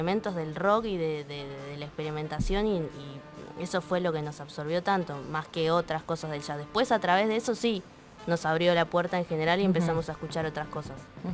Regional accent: Mar del Plata, Buenos Aires Province, Argentina; Somos de Mar del Plata, todos, menos Barrey, que es de Avellaneda.

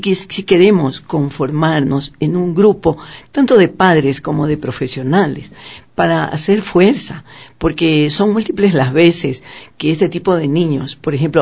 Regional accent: Ecuador; Para nosotros como ecuatorianos, sí, decimos Mensa

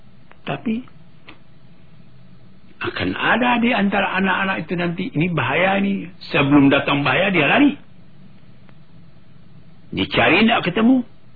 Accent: Maninjau, West Sumatra, Indonesia; saya sendiri pergi ke kampung halaman saya di Meninjau.

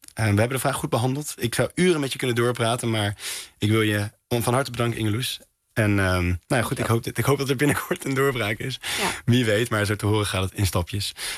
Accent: Netherlands; Ja, dus wij zijn nogal nuchter als Nederlanders.

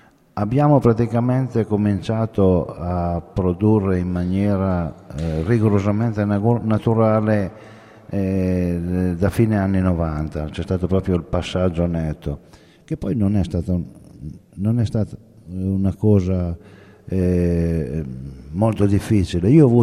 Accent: Calamandrana, Piedmont, Italy; vengo da Calamandrana, sud dell'Astigiano. Viticoltori da sempre.

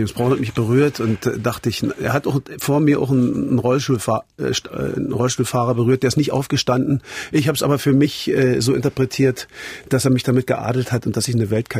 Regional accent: East Berlin, Berlin, Germany; born there; Für mich war sie Kulisse natürlich, weil ich hier reingeboren wurde.

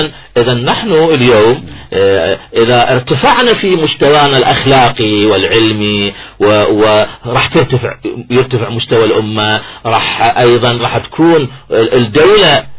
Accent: Iraq; اليوم احنا كعراقيين على الساحة مهمتنا الأساسية تدوين دستور

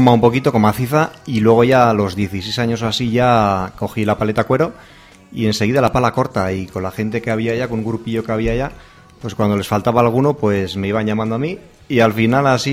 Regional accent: Lesaka, Navarre, Spain; yo soy de Lesaca, aunque ahora últimamente pues estoy viviendo aquí

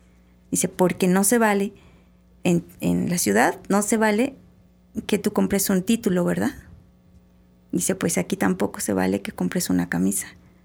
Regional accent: Durango, Mexico; yo soy del norte del país, yo soy de Durango, y cuando yo fui a estudiar a la Ciudad de México

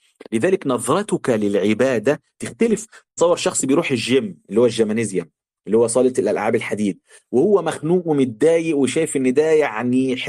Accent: Egypt; في كلمة في الطراوة عندنا في مصر يعني ضايع

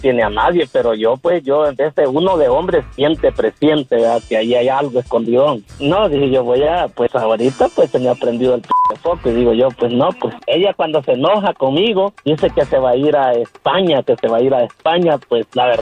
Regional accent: El Salvador; Yo soy salvadoreño, yo, ¿para qué le voy a decir?

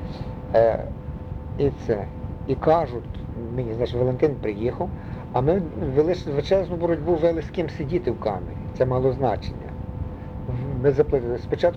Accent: Ivano-Frankivsk, Ivano-Frankivsk Oblast, Ukraine; Тут на набережні в Станіславі жили. Він з Івано-Франківська, я з Івано-Франківська

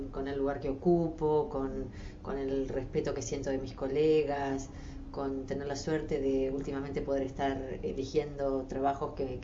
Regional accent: Buenos Aires Province, Argentina; Sí, al sur de la provincia de Buenos Aires, unos 80 kilómetros de capital.

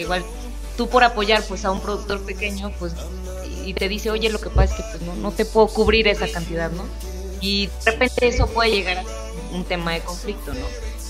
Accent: Irapuato, Guanajuato, Mexico; Sí, yo soy de aquí de Irapuato. Mi abuelo era yucateco. Uh-huh. Y mi abuela también era de aquí de Irapuato. Entonces él llega de Mérida, la conoce y se casa con él.

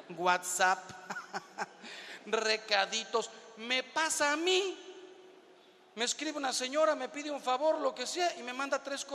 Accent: Mexico

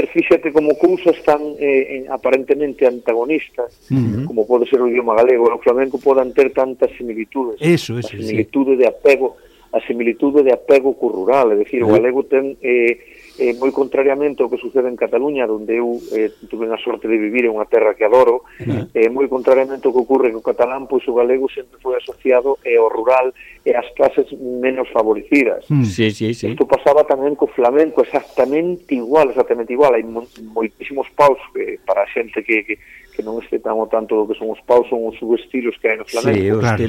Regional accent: Galicia, Spain; first language Galician; moved away as an adult; porque é a miña lingua materna, é dicir, eu criei-me no galego, eu criei-me en Galicia, eu non saín de Galicia ata os 28 anos.

